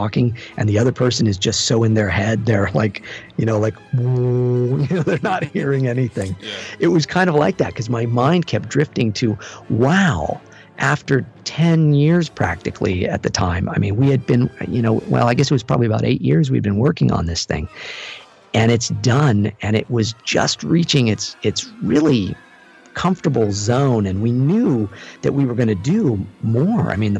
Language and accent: English; Santa Barbara, California, United States; I was living in Santa Barbara, which is my hometown. I was living there at the time